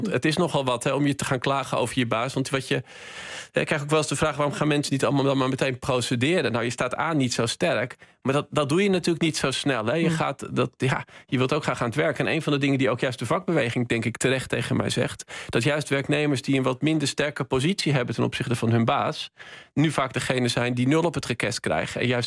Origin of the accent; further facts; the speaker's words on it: North Holland, Netherlands; Ja, ik ben opgegroeid in West-Friesland.